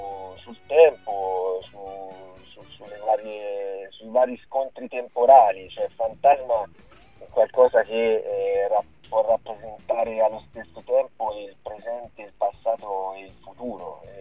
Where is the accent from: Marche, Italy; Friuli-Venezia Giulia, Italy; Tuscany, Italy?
Tuscany, Italy; Torrita di Siena; also born or lived in Arezzo; Io, in realtà io sono cresciuto a Torrita di Siena, che è un paesino che... con Montepulciano